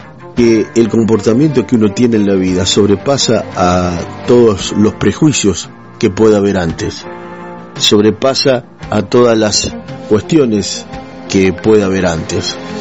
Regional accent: Adrogué, Buenos Aires Province, Argentina; born there; now in Roque Pérez, Argentina; no soy nacido en Roque Pérez, yo nací en partido de Almirante Brown, más precisamente en Adrogué, y por la profesión de mi papá, bueno, recorrí, mi papá era médico, recorrí varios lugares.

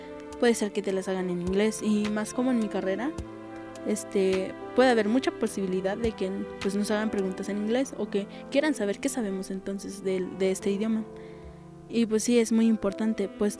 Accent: Chiapas, Mexico; first language Tzotzil; Spanish is a second language; Mis papás, mis abuelos me enseñaron, me inculcaron desde que yo nací, pues, el tzotzil. Y pues sí, es mi lengua materna

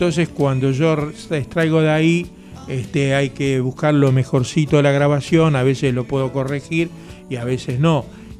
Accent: Quilmes, Buenos Aires Province, Argentina; now in Bernal, Argentina; Yo vivo en Bernal, pero me crié y nací en Quilmes, en el barrio La Colonia.

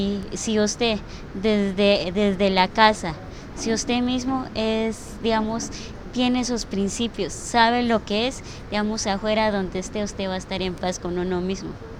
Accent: Cauca, Colombia; vengo del resguardo de Guambía

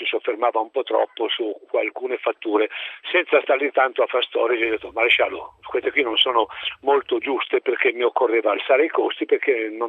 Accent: Florence, Tuscany, Italy; No, io sono fiorentino.

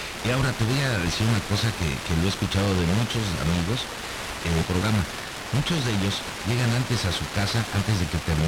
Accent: Mexico; moved away; Que llegamos de México para acá.

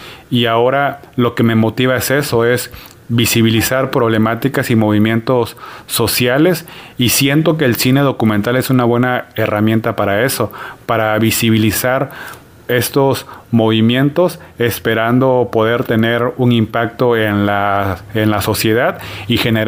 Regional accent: Juchitán de Zaragoza, Oaxaca, Mexico; Soy de Juchitán de Zaragoza, Oaxaca, una comunidad zapoteca que pertenece al Istmo de Tehuantepec.

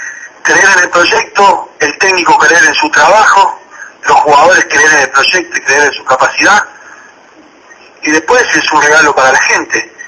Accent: Uruguay; yo la verdad que como uruguayo me siento súper orgulloso del papel que tuvo mi selección

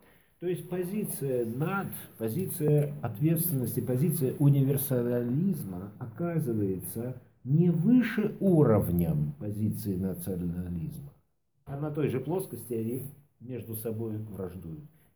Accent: Baku, Azerbaijan; я бакинец. Я бакинец, я родился и вырос. Я прожил все свое детство в армянском доме в азербайджанской столице.

